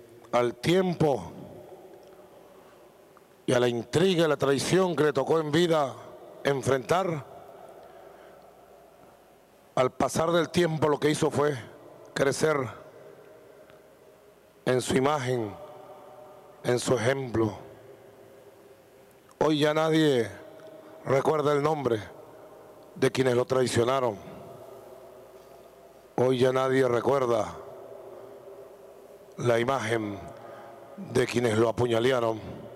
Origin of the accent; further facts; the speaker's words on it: Venezuela; nosotros los revolucionarios venezolanos, los patriotas venezolanos